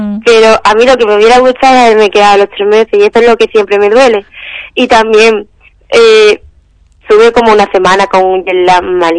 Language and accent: Spanish; Michigan, United States; en mi pueblo no había, tipo, porque mi estado como que se divide más o menos, los distritos, el norte y el sur, pues en el sur sí había, tipo, Detroit, Flint, pero en la parte norte, que es donde estaba yo